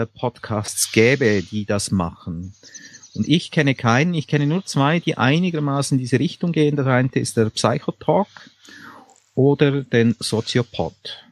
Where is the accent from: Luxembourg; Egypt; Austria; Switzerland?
Switzerland; ich bin Schweizer, das sind Berge.